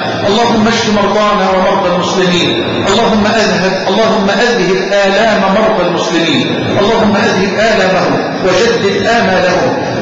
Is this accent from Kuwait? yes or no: no; Egypt; اللهم اجعل بلدنا مصر واحه للامن والامان